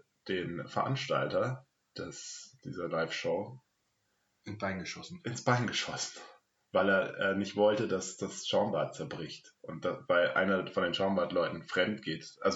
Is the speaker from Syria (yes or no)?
no; Heidenheim, Baden-Württemberg, Germany; born there; Ja, ich bin auch in Heidenheim geboren.